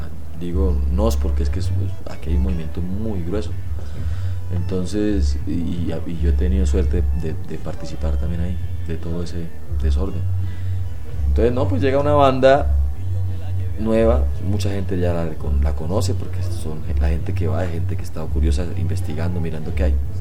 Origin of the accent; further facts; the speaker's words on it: Santander, Colombia; hay una vereda que se llama La Tigra por allá cerca en Santander, a mi pueblo.